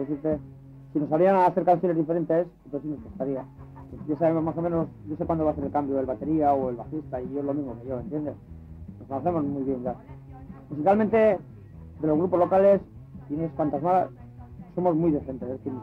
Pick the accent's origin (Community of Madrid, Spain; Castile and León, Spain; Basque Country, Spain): Basque Country, Spain; Pero además, somos de aquí, somos vascos, ¿entiendes?